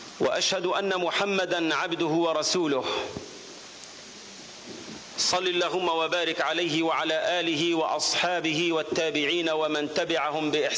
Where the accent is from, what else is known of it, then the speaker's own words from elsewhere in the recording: Algeria; وأقصد تحديدا ذاك الدور الذي أدته هذه المنطقة المجاهدة في تحرير بلدنا الجزائر.